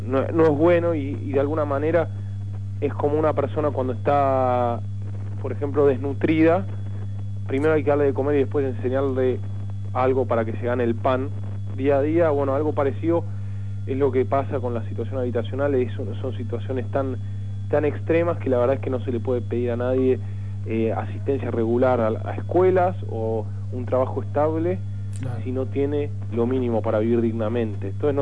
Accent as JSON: {"language": "Spanish", "country": "Argentina", "said": "nosotros como sociedad argentina y latinoamericana estamos acostumbrados a ver a gente viviendo, la verdad, como perros sobre el piso de tierra"}